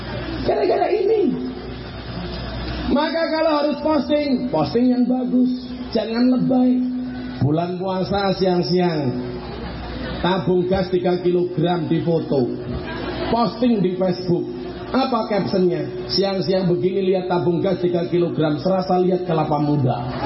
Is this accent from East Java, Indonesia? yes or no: yes; Blitar, East Java, Indonesia; Saya dari Blitar, saya terbang ke Jakarta, pulang Surabaya.